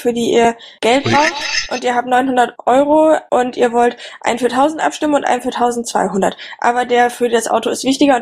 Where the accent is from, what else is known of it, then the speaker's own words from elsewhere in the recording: Neuss, North Rhine-Westphalia, Germany; Hey komm, ich bin aus Neuss.